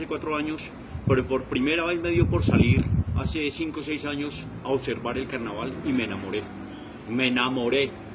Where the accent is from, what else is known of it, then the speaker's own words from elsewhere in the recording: Bogotá, Colombia; Primero que todo porque vivo en Fontibón, soy de Fontibón y desplazarme queda muy difícil.